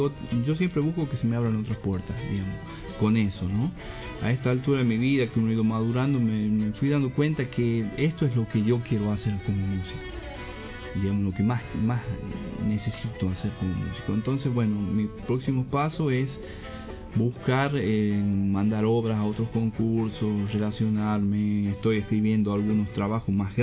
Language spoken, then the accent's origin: Spanish; Chilecito, La Rioja, Argentina; born there; also born or lived in Buenos Aires; Yo nací en Chilecito.